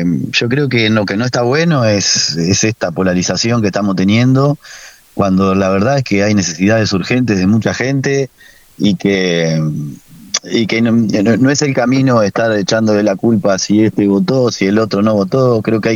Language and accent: Spanish; Argentina; que nos representan muchísimo como argentinos también